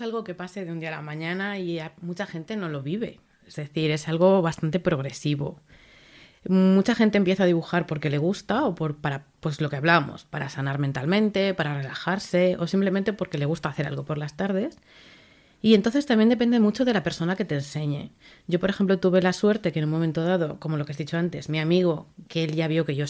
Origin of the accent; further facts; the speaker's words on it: Aragon, Spain; mi familia y yo somos de las Tierras del Ebre, del lado de Aragón. Con lo cual hablábamos el mismo catalán sonando igual.